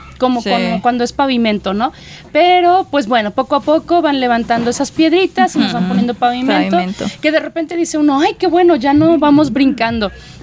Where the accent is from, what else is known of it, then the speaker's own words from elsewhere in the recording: Guadalajara, Jalisco, Mexico; como buen tapatío defendemos a nuestra ciudad porque, pues, somos tapatíos.